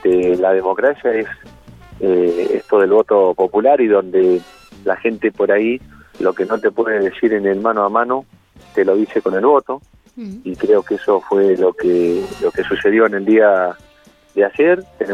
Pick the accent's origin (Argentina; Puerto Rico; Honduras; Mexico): Argentina; Bernasconi, La Pampa; nosotros tuvimos una participación importante en mi pueblo